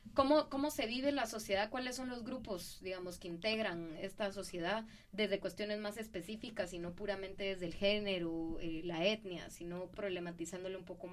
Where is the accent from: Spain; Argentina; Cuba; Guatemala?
Guatemala; tenemos como guatemaltecas, guatemaltecos, guatemalteques, personas que hemos nacido en este territorio